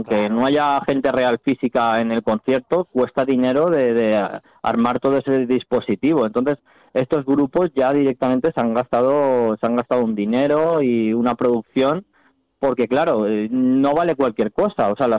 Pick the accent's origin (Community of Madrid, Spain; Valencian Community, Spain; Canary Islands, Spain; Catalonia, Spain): Valencian Community, Spain; Valencia; que son de Valencia, sí, como dices, de mi tierra